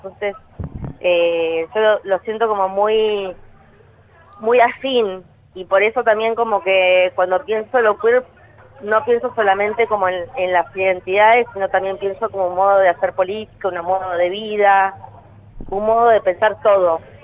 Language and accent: Spanish; Punta Alta, Buenos Aires Province, Argentina; soy de una ciudad que es cercana a Bahía Blanca, está más Punta Alta, y así que bueno, viví ahí.